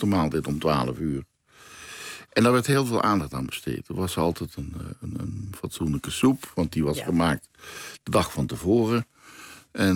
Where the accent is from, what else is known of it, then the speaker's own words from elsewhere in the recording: Limburg, Netherlands; now in Amsterdam, Netherlands; Ik kom uit Limburg, daar zeggen ze Demant. Toen ik in Amsterdam kwam, al bijna weer 40 jaar geleden